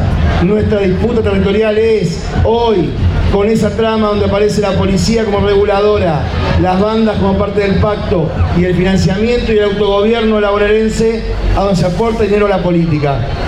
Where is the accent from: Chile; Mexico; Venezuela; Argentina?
Argentina; Florencio Varela, Buenos Aires Province; yo provengo de Florencio Varela